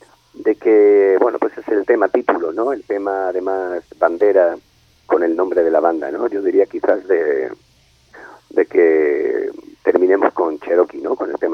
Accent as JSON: {"language": "Spanish", "country": "Spain", "said": "Sí, pero bueno, somos españoles, en eso... Eso es lo nuestro."}